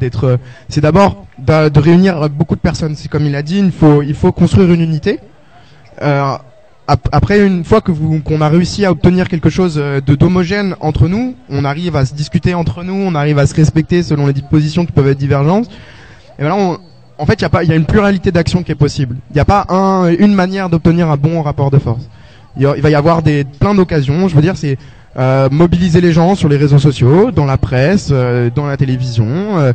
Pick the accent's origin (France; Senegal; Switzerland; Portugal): France; nous, en tant que Français, on a des papiers qui nous protègent.